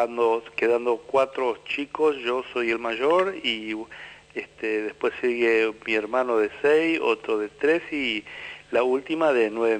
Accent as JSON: {"language": "Spanish", "town": "Piribebuy", "region": "Cordillera", "country": "Paraguay", "tie": "born or raised there", "said": "Nosotros somos oriundos de Piribebuy, de la compañía 4 de julio."}